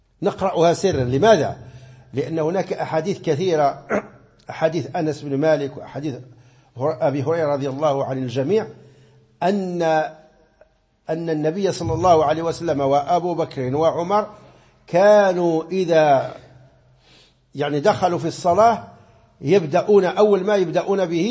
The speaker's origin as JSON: {"language": "Arabic", "country": "Morocco", "said": "كما مر معنا مثلا في القنوت، في قنوت الصبح عندنا في المغرب"}